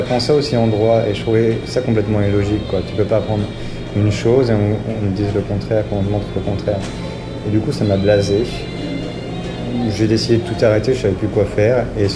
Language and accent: French; Poitiers, Nouvelle-Aquitaine, France; moved away as an adult; now in Auroville, India; je suis originaire de France, mais j'habite en Inde dans une ville qui s'appelle Auroville, où je suis depuis 3 ans à peu près.